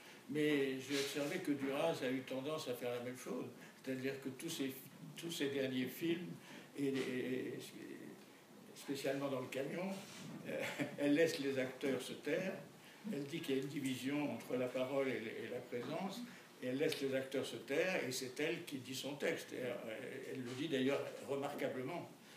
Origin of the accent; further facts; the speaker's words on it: France; born there; Je suis né en France, de parents français, et c'est marqué que je suis français sur ma carte d'identité.